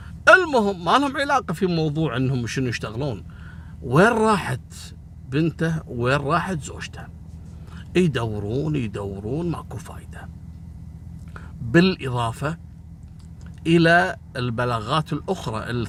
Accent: Kuwait; هل أهل القرية هذول مثل عندنا في الكويت؟ إحنا هني عندنا مثلا إذا عدت الساعة 12 بالليل واضطريت انك تبي تشتري شيء

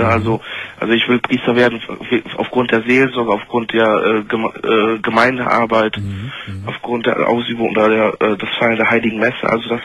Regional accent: Poland; born there; ich komme gebürtig aus Polen

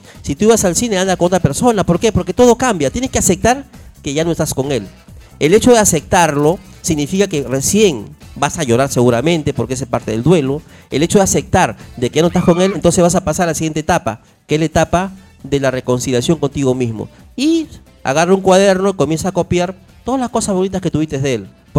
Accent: Callao, Peru; yo nací en el Callao, yo nací en Los Barracones, acá en Carrió Albornoz.

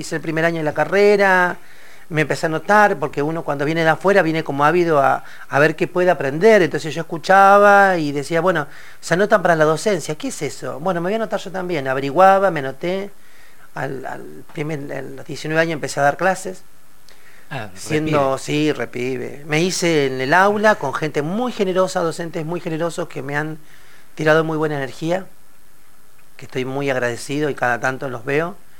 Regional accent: Sierra Grande, Río Negro, Argentina; moved away as an adult; yo vengo de la Patagonia, de Sierra Grande, Río Negro, 1200 kilómetros, ahí cerquita de la península de Valdés. Un día decidí con 19 años decir, bueno, me voy a la ciudad.

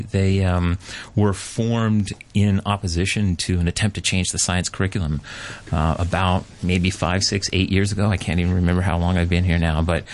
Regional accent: Canada; I grew up as a British subject, right? I was a Canadian, and so in school, sang the national anthem.

